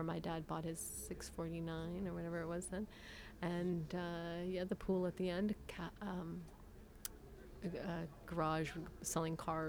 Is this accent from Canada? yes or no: yes; Atikokan, Ontario, Canada; I'm from Atikokan, Ontario. I grew up in Atikokan, Ontario.